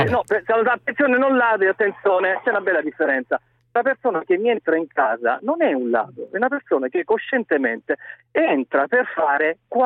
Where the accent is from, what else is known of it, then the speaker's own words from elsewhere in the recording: Taranto, Apulia, Italy; now in Lecce, Italy; in questo momento mi trovo a Lecce per lavoro, sono di Taranto, ma sto a Lecce.